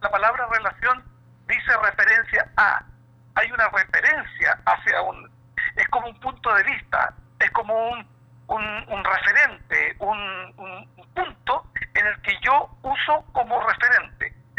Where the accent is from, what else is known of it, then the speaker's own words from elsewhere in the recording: Puente Alto, Santiago Metropolitan Region, Chile; nacido y criado en Puente Alto